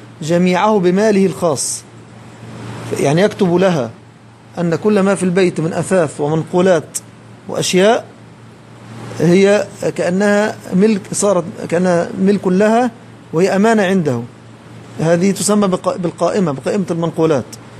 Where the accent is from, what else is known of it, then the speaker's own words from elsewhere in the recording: Egypt; وهذا يحدث ويتكرر عندنا في مصر